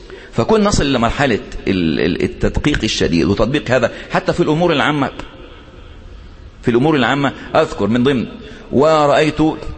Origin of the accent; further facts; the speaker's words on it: Egypt; واحد مثلا زلت لسانه اللي بيخطب عندنا في مصر، يعني من عادة المصريين أنهم يحبون إيه الكلام الارتجالي